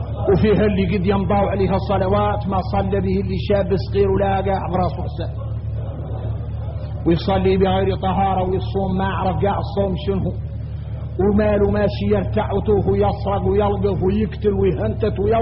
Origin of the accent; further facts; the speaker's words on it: Mauritania; ثم شفتوا احنا موريتاني تمين